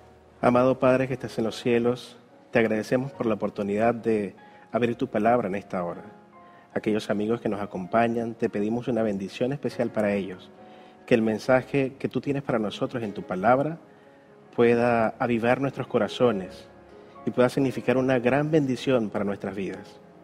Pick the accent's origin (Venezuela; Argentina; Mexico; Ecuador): Venezuela; now in Chile; vengo de la parte más norte de Sudamérica, prácticamente. Vengo de Venezuela. Uh-huh. Hace poco más de un año llegamos acá a Chile